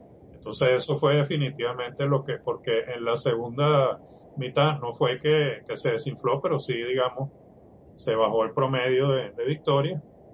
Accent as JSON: {"language": "Spanish", "country": "Venezuela", "said": "tanto Iván como yo somos venezolanos"}